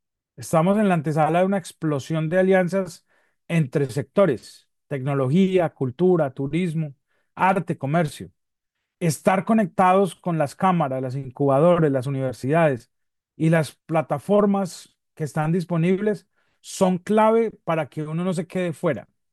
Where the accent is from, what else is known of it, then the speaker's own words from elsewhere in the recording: Colombia; Y resulta que nosotros vinimos como colombianos después de que Colombia le ganó a Argentina 5-0 en Buenos Aires